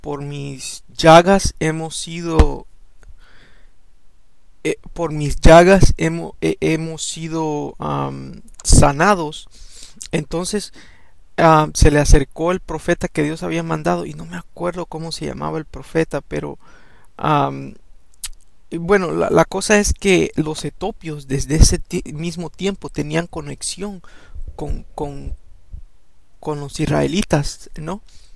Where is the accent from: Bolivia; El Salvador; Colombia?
El Salvador; Yo me crié en El Salvador, ¿no? Y íbamos en bicicletas, todos los amigos nos íbamos